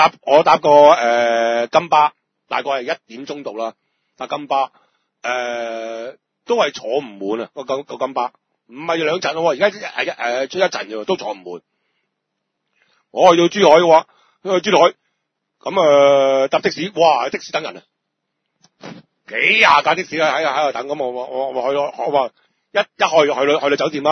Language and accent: Cantonese; Hong Kong; 咁樣除咗我哋香港人要簽入境申報啦